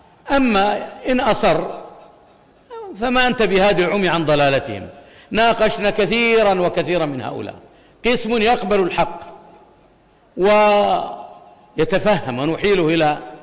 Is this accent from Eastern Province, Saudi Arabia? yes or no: no; Al-Kharj, Riyadh Province, Saudi Arabia; فهناك من قتل أمة عندنا في الرياض في الخرج